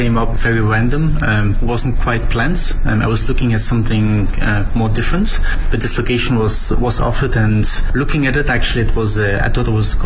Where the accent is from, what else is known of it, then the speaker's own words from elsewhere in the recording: Belgium; I'm the owner of TRB. I'm originally from Belgium.